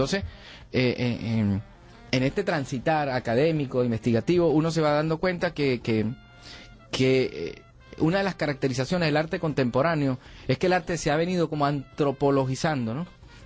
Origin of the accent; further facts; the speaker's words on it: La Fría, Táchira, Venezuela; una suerte de mito fundacional del pueblo en el cual yo nací. Yo soy de La Frida, del estado Táchira, al sur del lago de Maracaibo.